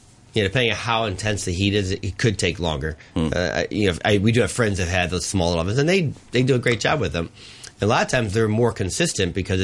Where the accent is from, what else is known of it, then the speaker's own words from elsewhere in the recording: Chicago, Illinois, United States; Yeah, I grew up in the Midwest. That's where it's all from.